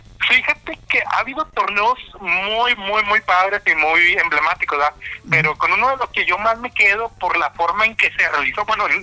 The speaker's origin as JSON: {"language": "Spanish", "town": "Guadalupe", "region": "Nuevo León", "country": "Mexico", "said": "yo soy de Guadalupe y yo tenía mis amigos que, somos los mejores de Guadalupe."}